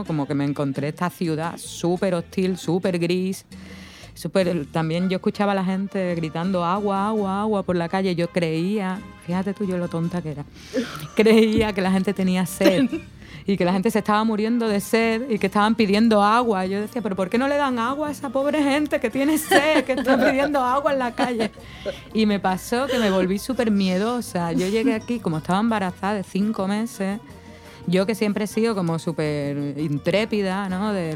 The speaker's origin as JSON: {"language": "Spanish", "town": "Cádiz", "region": "Andalusia", "country": "Spain", "also_born_or_lived": "Cuba", "lives_now": "Ecuador", "said": "yo en España soy de Cádiz, ¿no?, que es el sur de España, que es donde peor se habla el español, o donde mejor, según quien lo diga, ¿no?, pero donde se habla un español un poco bastardo."}